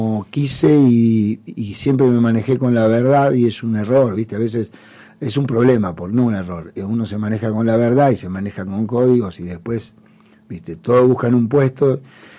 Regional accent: Ramos Mejía, Buenos Aires Province, Argentina; yo soy de Ramos Mejía, Matanza.

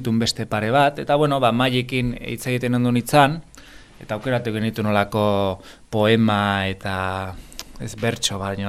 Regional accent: Basque Country, Spain; nik euskalduna naiz

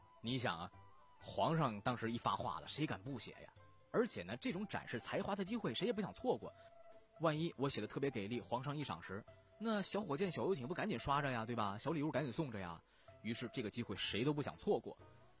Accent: Shandong, China; 有这么一件藏品特别特别让我们山东人感到特别的震撼

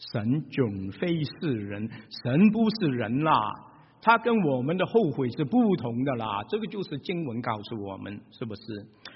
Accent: Shanghai, China; 我们上海人就会说，哎呀，哦咯子哦咯的嘞，哦咯死了，这个就是上海话，就是后悔。

